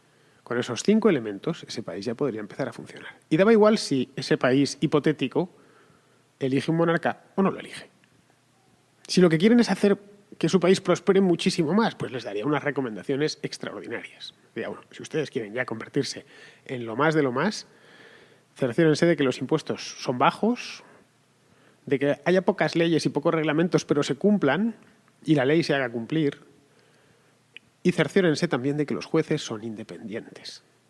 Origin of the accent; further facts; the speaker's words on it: Spain; yo, a fin de cuentas, soy español y vivo en España.